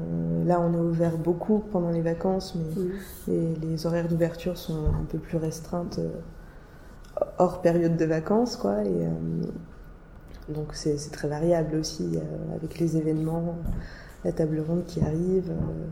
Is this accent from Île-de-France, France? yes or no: no; Nancy, Grand Est, France; Ouais, je viens de Nancy, en fait, à la base.